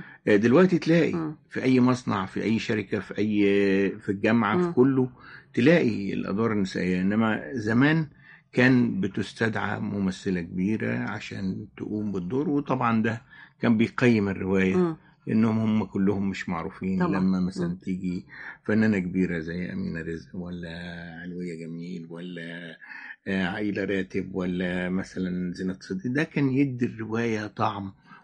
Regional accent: Suez, Suez Governorate, Egypt; also born or lived in Asyut / Ismailia; أنا يعني شبيت ويعني شافت شوارع السويس طفولتي أو بداياتي. يعني في الابتدائي أنا كنت في السويس. يعني في المرحلة الابتدائية اتقسمت ما بين الإسماعيلية والسويس، لأن والدي الله يرحمه كان موظف في السكة الحديد

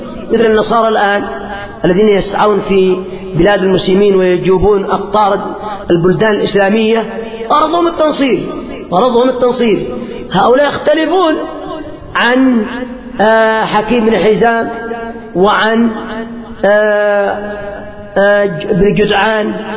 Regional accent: Yemen; مثل ما يقال عندنا في اليمن

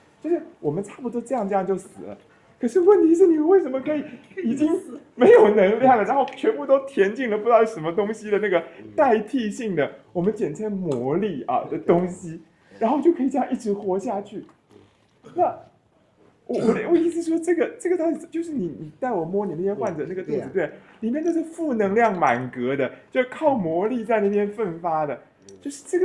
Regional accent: Taiwan; 就对我们台湾人来讲，就大陆人的工作方式是其实很使力的

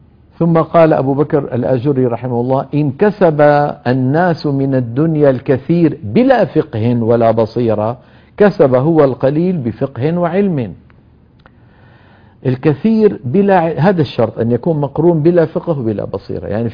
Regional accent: Syria; بتذكر في عندنا بسوريا مدينة اسمها حماة، من المدن المشهورة

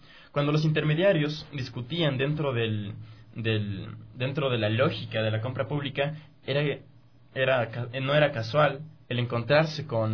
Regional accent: Ecuador; O sea, nosotros como ecuatorianos, ¿cómo vemos el Estado?

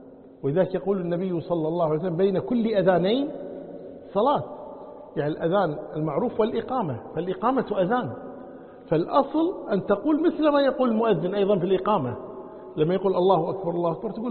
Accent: Kuwait; يعني عندنا بالكويت مثلا واحد الضحى يروح دوانية

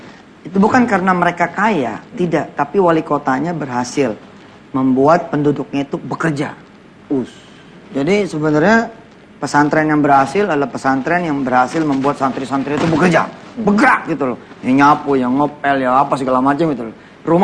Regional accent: Jakarta, Indonesia; Kita orang Betawi itu nyebut orang tidur aja tuh kerja.

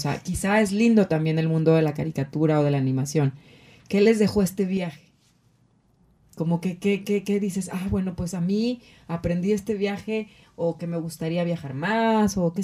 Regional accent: Acapulco, Guerrero, Mexico; Y él vive en Guadalajara, aunque crecimos en Acapulco.

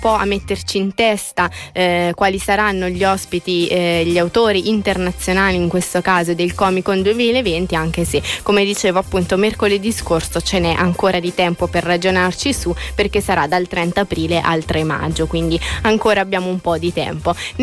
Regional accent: Senigallia, Marche, Italy; nelle Marche, appunto nella mia stessa città

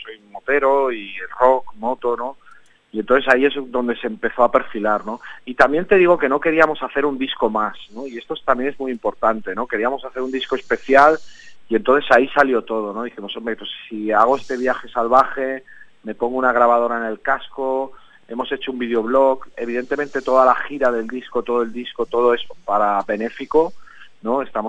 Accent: Sant Feliu de Guíxols, Catalonia, Spain; encontraréis las entradas de Barcelona, Lleida y mi pueblo, ¿no? Donde salió la gira de San Felipe Guíxols.

